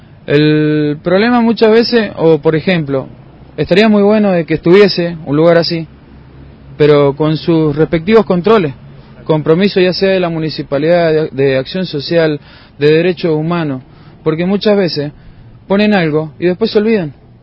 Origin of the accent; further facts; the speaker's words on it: Mendoza, Argentina; born there; yo soy nacido en Mendoza, he venido por provincias